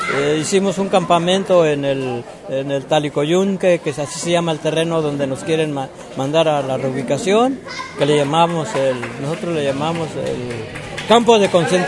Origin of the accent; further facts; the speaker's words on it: Temacapulín, Jalisco, Mexico; vengo de Macapulín, donde tenemos el problema de la presa del Zapotillo